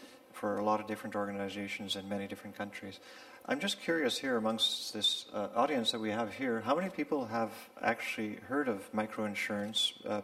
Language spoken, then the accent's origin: English; Canada; As Craig mentioned, I'm from Canada.